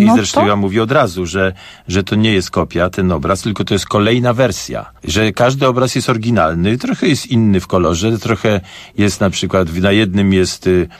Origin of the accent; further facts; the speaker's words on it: Warsaw, Masovian Voivodeship, Poland; oczywiście jakby ktoś mnie spytał, skąd ja jestem, to ja jestem z Warszawy.